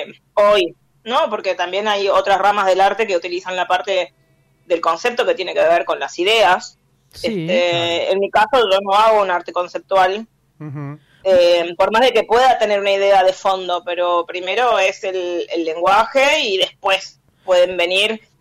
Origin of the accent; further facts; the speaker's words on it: Chaco, Argentina; Sí, me encanta Corrientes, yo soy de Chaco.